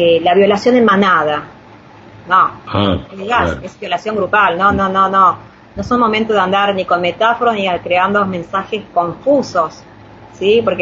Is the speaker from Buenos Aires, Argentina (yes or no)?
yes; Palermo, Buenos Aires, Argentina; Yo soy de Palermo